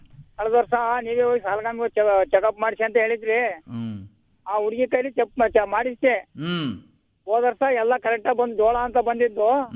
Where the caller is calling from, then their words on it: Madapura, Karnataka, India; ಬೈಲಳ್ಳಿ ಪಕ್ಕ ಇಲ್ಲಿ ಮಾದಾಪುರ.